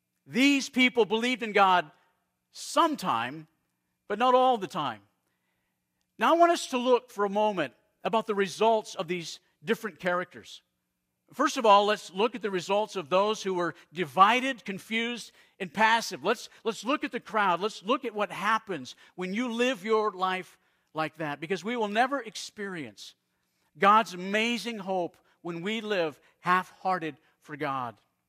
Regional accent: Arizona, United States; I grew up in Arizona. In Arizona, you would look out over the desert

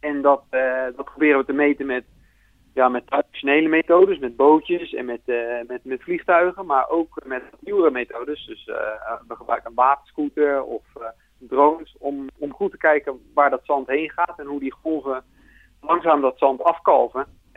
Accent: Netherlands; Nou ja, het is een onderwerp waar we als Nederlanders eigenlijk als geen ander bekend om zijn.

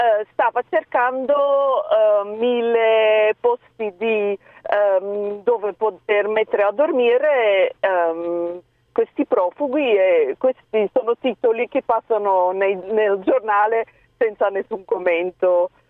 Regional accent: Belgium; Italian is a second language; Io sono belga.

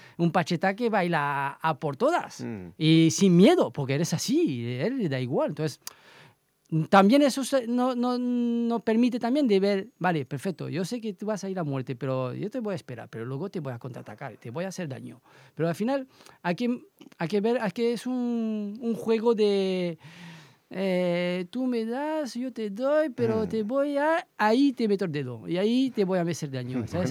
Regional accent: France; Spanish is a second language; now in Elche, Spain; yo soy francés, yo vivo aquí desde 2007 en Elche

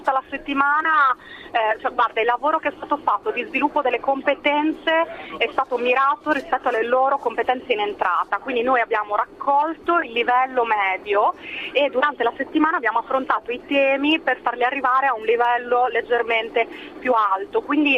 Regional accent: England, United Kingdom; Italian is a second language; io sì, vabbè, sono inglese, ma in realtà mi muovo liberamente anche a livello del mercato del lavoro

